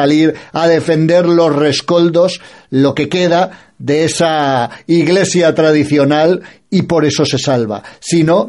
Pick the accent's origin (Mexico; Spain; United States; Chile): Spain; quienes nos sentimos Europa, quienes nos sentimos cristianos, quienes somos españoles, quienes somos hijos del imperio